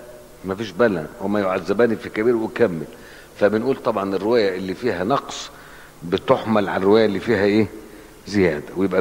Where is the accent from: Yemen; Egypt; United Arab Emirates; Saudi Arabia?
Egypt; Cairo, Cairo Governorate; كنت اشوفه وانا صغير في القاهره لما كنا نروح نزور المقابر